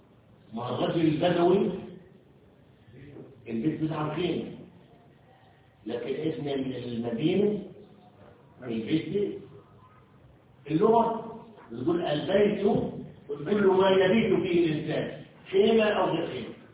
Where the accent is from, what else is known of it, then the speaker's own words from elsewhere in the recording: Egypt; في عهدنا وفي عصرنا وخاصة احنا مصريين صارت اللغة نفسها منسية